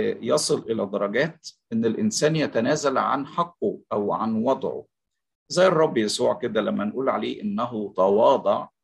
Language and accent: Arabic; Egypt; بحسب التعبير اللي نقوله في بلادنا مصر يعني،